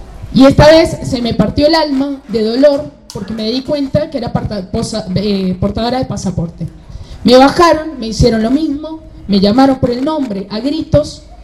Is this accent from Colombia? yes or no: yes; Colombia; Yo soy de acá, de Colombia.